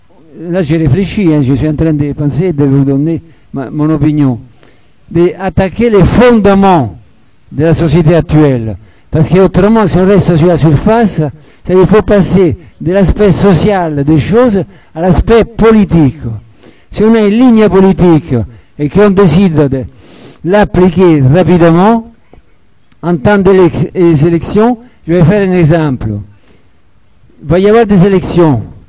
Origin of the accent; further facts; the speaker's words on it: Italy; qu'en Italie, je suis italien